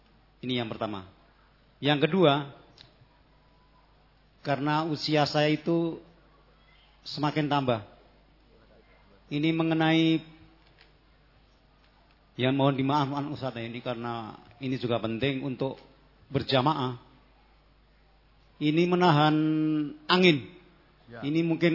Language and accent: Indonesian; Gunung Kidul, Special Region of Yogyakarta, Indonesia; saya dari Gunung Kidul Handayani. … Binaan Wonosari.